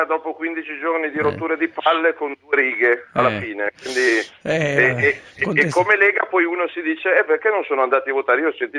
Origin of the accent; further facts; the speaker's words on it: Milan, Lombardy, Italy; io da milanese a Treviso ci andrei a vivere molto volentieri